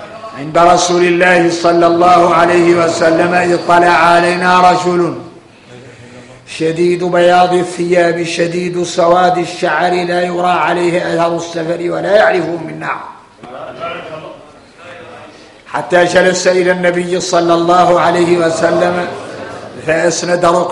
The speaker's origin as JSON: {"language": "Arabic", "country": "Mauritania", "said": "احنا موريتاني ضارك طارينا نكتشف المعادن"}